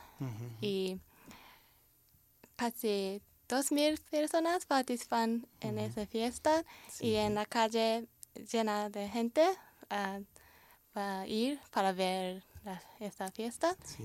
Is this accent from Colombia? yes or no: no; Kyoto, Japan; Spanish is a second language; Soy de japonesa, y la ciudad se llama Kioto. Es una ciudad muy antigua porque era capital de Japón antes de Tokio.